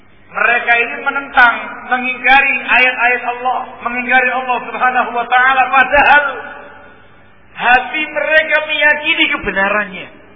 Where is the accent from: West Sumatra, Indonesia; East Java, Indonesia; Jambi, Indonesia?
East Java, Indonesia; Saya orang asli Jawa Timuran.